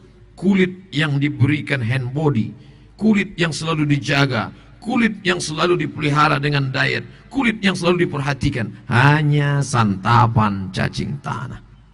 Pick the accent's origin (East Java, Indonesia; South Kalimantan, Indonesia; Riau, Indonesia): Riau, Indonesia; dari mana? Dari Riau. Orang Jawa apa orang Melayu? Saya orang Melayu.